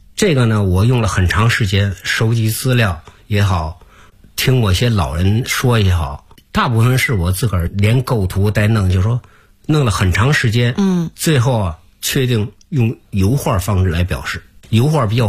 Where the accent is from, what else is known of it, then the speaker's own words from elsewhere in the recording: Beijing, China; 我还想画北京的一条街，从新街口一直画到西直门，因为我在这儿长大的